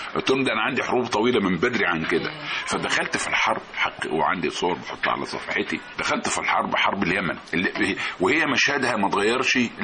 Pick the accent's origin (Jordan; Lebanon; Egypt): Egypt; Tanta, Gharbia; انا كنت انا من طنطا، وكنت كنت كويس قوي في والد يعني من عيله تجار، وكنت في كليه التجاره في طنطا